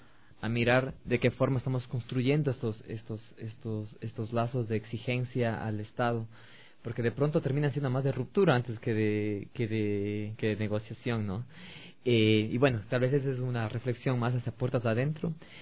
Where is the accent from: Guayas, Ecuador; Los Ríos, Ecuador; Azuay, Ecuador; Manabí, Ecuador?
Azuay, Ecuador; Cuenca; yo no soy quiteño, yo también soy provinciano, como aquí nos dicen, es de provincia, yo soy de Azuay, soy de Cuenca.